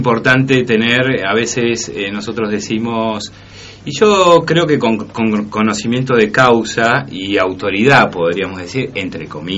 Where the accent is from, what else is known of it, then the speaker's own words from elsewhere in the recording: Buenos Aires, Argentina; nosotros venimos de Buenos Aires y sabemos muy bien, digamos, qué es lo que se construye acá